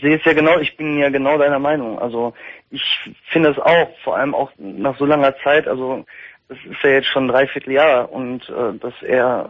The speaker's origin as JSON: {"language": "German", "town": "Recklinghausen", "region": "North Rhine-Westphalia", "country": "Germany", "said": "Ich komme aus NRW, Recklinghausen."}